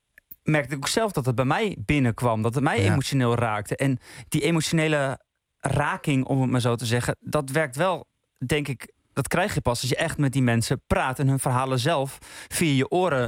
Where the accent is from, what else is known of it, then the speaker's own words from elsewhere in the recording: Overijssel, Netherlands; Ik ben import, ik woon in de stad, ik ben in Overijssel opgegroeid.